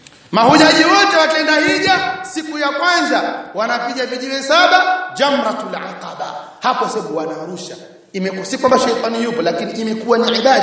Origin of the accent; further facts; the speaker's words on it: Tanga, Tanga Region, Tanzania; Nakumbuka sisi kule kwetu Tanga kuna bwana mmoja alikuwa akisemewa